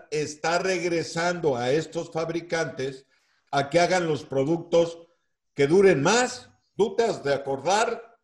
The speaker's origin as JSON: {"language": "Spanish", "region": "Oaxaca", "country": "Mexico", "said": "allá en mi tierra, en Oaxaca, pues hacemos huaraches."}